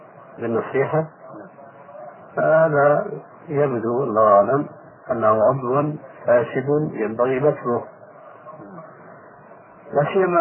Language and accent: Arabic; Syria; والعام يقولون عندنا في سوريا الخرف من الفارس